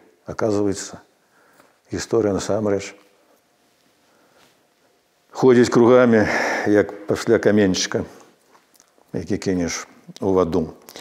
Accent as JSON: {"language": "Belarusian", "town": "Krevo", "region": "Grodno Region", "country": "Belarus", "tie": "born there", "said": "Я нарадзіўся ў Крэве пад сценамі Крэўскага замка."}